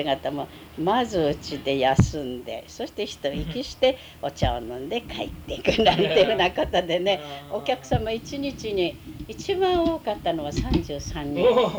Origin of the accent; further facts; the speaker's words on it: Tohoku, Japan; でも私たち東北人ですから、つららには慣れておりますね。寒さには大丈夫でしたね。